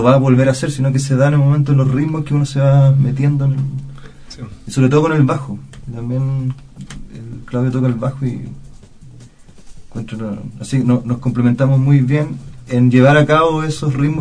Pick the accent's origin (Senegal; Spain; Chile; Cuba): Chile; Maipú, Santiago Metropolitan; born there; Yo, de hecho, en Maipú, donde yo nací